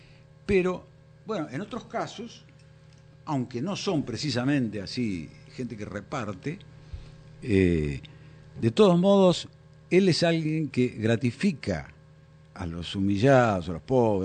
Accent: La Pampa, Argentina; en mi provincia, yo soy oriundo de La Pampa

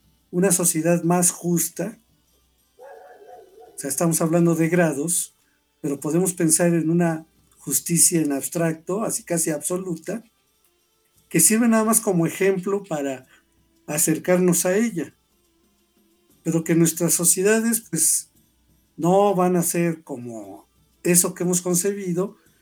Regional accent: Mexico; Somos mexicanos

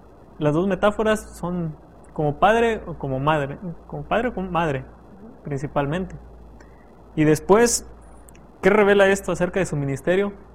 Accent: San Luis Potosí, Mexico; soy estudiante de la Facultad de Teología y soy de San Luis Potosí.

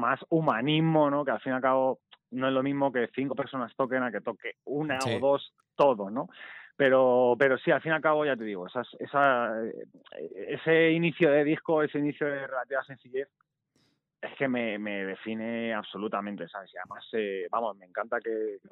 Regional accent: Alcalá de Henares, Community of Madrid, Spain; y yo soy de Alcalá de Henares, sí

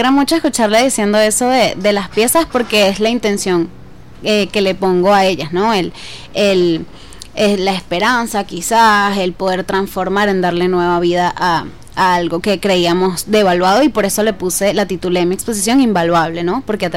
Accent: Caracas, Capital District, Venezuela; en lo particular como caraqueña, como venezolana, me dolía

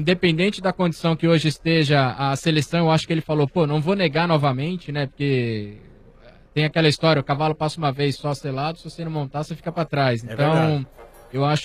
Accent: Brazil; como brasileiro a gente torce aí pra que dê certo

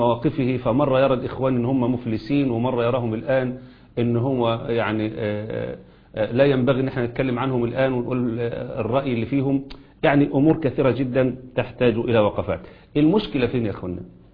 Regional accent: Egypt; ما يحدث عندنا في مصر

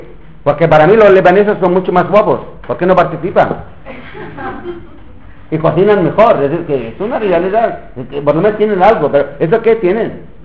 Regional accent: Palestine; estamos resistiendo en los campamentos de refugiados, como en Cisjordania, como en Gaza

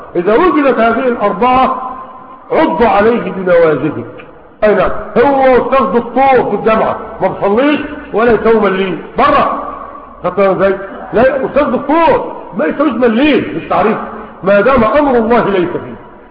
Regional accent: Egypt; عندنا في مصر 9 مليون عام فاتت الثلاثين

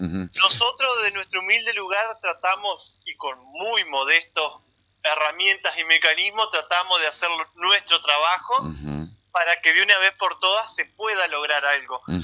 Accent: Hernández, Entre Ríos, Argentina; Sí, soy de Hernández.

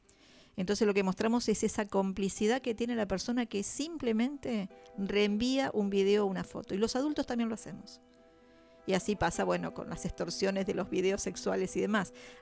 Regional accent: La Plata, Buenos Aires Province, Argentina; O sea, yo soy de Alto de San Lorenzo también.

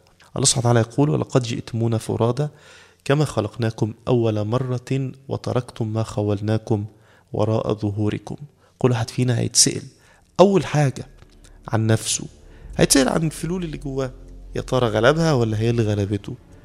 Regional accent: Egypt; بدأنا نتشكك كمصريين في قدرتنا في التغلب على الأزمة

